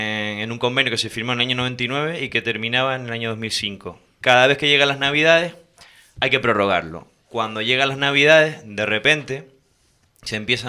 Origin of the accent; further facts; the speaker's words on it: Canary Islands, Spain; Y en los días libres me voy para mi tierra. Con lo cual, hay pocos controladores canarios en ese sentido.